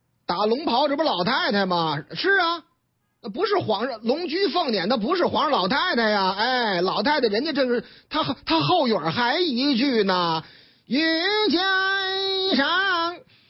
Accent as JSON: {"language": "Chinese", "region": "Tianjin", "country": "China", "tie": "born or raised there", "said": "我们老家天津卫的事儿嘛，"}